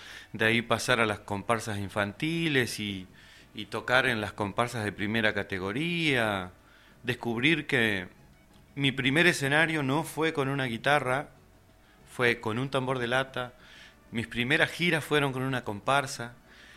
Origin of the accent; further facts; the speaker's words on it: Gualeguay, Entre Ríos, Argentina; Yo soy entrerriano, de Gualeguay.